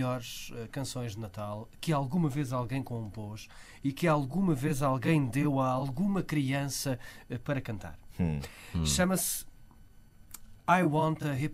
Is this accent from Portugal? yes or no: yes; Portugal; pelo menos para nós que somos portugueses, tem duplo ou triplo sentido